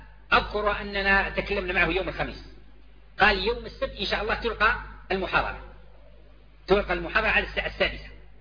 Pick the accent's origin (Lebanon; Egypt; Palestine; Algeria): Algeria; ونحن دعاة من الجزائر